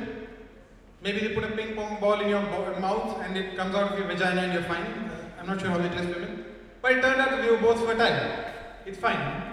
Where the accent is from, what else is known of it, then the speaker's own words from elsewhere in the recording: India; I'm also from India, where all the people come from.